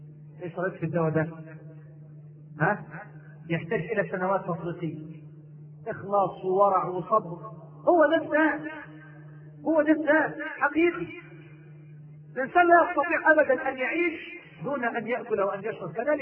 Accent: Egypt; أني قد دعيت مرة لإلقاء محاضرة عندنا في مصر في المعادي

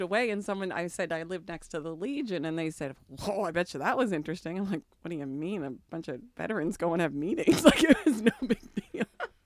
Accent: Hantsport, Nova Scotia, Canada; I grew up in a small town, quite a small town, in Hantsport. It was called Hantsport, Nova Scotia. So it was a mill town, very, very small community.

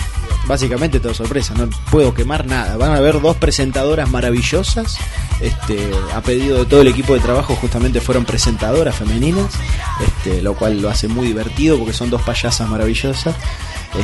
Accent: El Bolsón, Río Negro, Argentina; hace 3 años que volví a vivir al Bolsón, mi ciudad natal

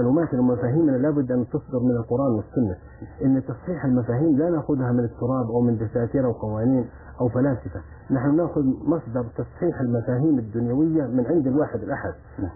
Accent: Saudi Arabia; في جوازات حصلت مثل عندنا في السعودية

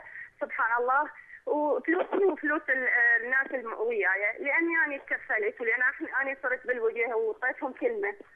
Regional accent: Iraq; أنا امرأة من العراق، كنت أعمل بالتجارة

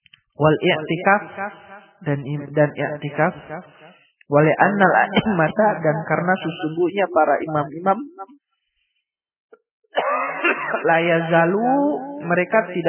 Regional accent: Java, Indonesia; Tapi kita ya orang Jawa, tapi kita ya orang desa kita lah begitu. KTP-nya juga bukan di sini kan begitu.

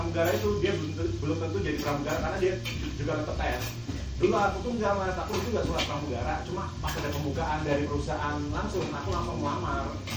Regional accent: Banyuwangi, East Java, Indonesia; aku dari Banyuwangi tuh dulu 16 tahun udah kerja

